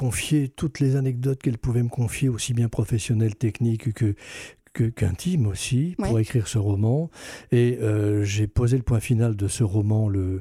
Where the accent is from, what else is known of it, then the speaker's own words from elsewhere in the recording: Grand Est, France; chez nous en Lorraine, dans les Vosges.